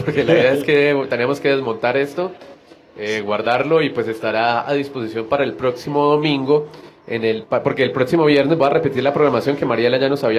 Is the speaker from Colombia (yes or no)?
yes; Cali, Valle del Cauca, Colombia; a mí me suena bien porque yo soy de Cali